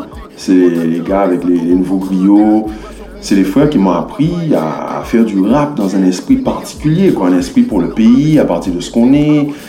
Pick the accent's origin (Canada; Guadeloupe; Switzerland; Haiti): Guadeloupe; on est de Guadeloupe et de Nina